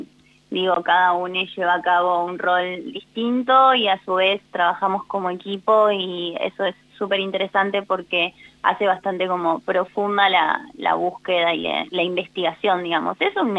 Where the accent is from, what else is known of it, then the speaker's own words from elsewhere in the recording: José C. Paz, Buenos Aires Province, Argentina; Yo soy de José C. Paz, provincia de Buenos Aires.